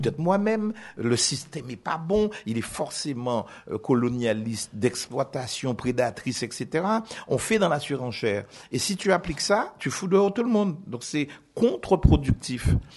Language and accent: French; Guadeloupe, France; Chez moi, en Guadeloupe, je pars de chez moi, il n'y a jamais un plan.